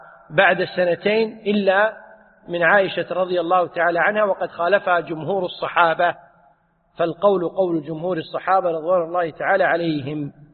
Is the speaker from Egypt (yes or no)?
no; Kuwait; عندنا في الكويت يقولون 0 على الشمال